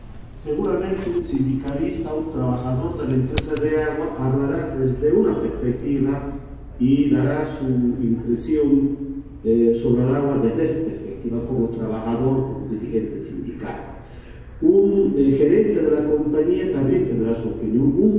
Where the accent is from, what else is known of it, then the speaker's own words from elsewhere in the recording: Bolivia; Para nosotros, como bolivianos, desde nuestra perspectiva indígena, aymara y quechua, nuestra perspectiva indígena